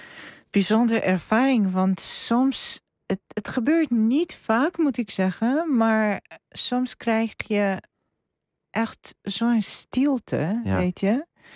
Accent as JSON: {"language": "Dutch", "country": "Georgia", "tie": "born or raised there", "second_language": "Dutch", "said": "En ik ben ook geboren en opgegroeid in Georgië."}